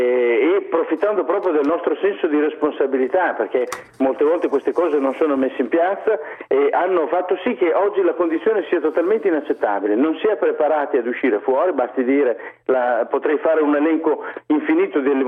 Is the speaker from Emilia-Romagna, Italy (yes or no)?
yes; Imola, Emilia-Romagna, Italy; io sono di Imola ad esempio